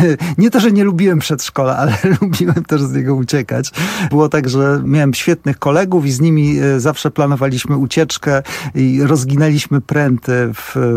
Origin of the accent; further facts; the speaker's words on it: Bielsko-Biała, Silesian Voivodeship, Poland; also born or lived in Żywiec; bo ja z Żywca wyjechałem, jak miałem 4 lata i zamieszkałem w Bielsku Białej, które jest takim większym miastem, wtedy wojewódzkim, ale Żywiec dobrze znam, bo z Żywcem cały czas mam kontakt.